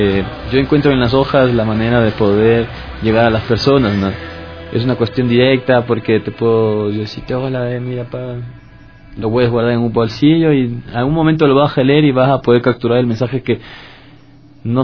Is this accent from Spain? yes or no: no; Mexico; Yo soy de México, por ejemplo